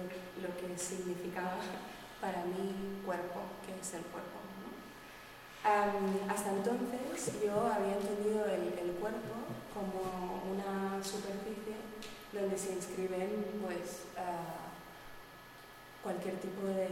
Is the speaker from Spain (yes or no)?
yes; Spain; first language ca; Spanish is a second language; habla en catalán, que es mi lengua materna, entonces es para mí la más corta, la que no me da tiempo a pensar